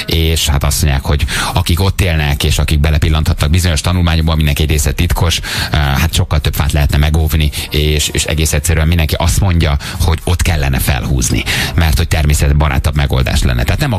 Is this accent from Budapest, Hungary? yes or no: yes; Budapest, Hungary; én mondjuk 4 éves korom óta a harmadik kerületi lakos vagyok, nagyon sokat vagyok, meg voltam a római, meg ott is nőttem föl.